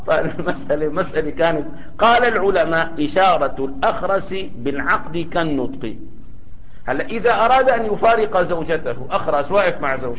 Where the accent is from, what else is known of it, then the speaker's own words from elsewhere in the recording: Damascus, Damascus Governorate, Syria; إذا كنا في بلد مثل سوريا الآن، يعني بلدنا دمشق